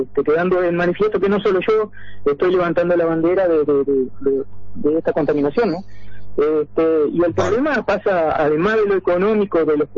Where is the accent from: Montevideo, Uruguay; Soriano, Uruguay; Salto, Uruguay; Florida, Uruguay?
Florida, Uruguay; moved away; yo soy de Florida, ¿no? Me vine en el año 97 por cuestiones de trabajo, para trabajar en Carrao. Durante 10 años trabajamos en Carrao hasta el 2007, ¿no?